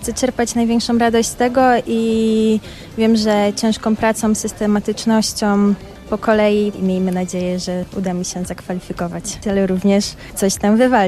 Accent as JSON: {"language": "Polish", "town": "Rybnik", "region": "Silesian Voivodeship", "country": "Poland", "said": "Tak, tak, jestem z Rybnika."}